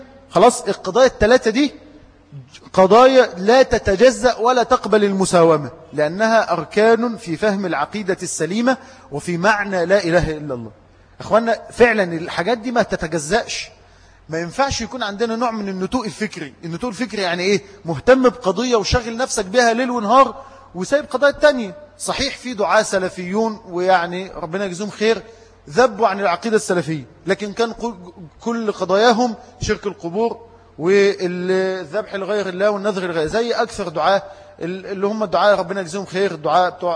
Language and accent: Arabic; Egypt; إن عندنا في مصر من ثبت على هذا الحق